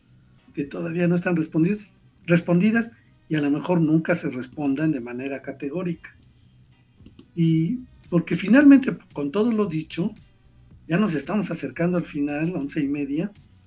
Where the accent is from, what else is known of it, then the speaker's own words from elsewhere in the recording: Mexico; A mí me ha pasado que por el órale me descubren como mexicano